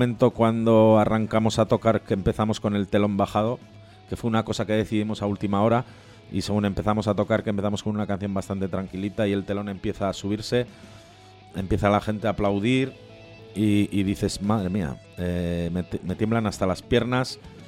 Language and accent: Spanish; Bilbao, Basque Country, Spain; Es un teatro increíble donde, como buenos bilbaínos, pues siempre hemos soñado y hemos tenido en el punto de mira.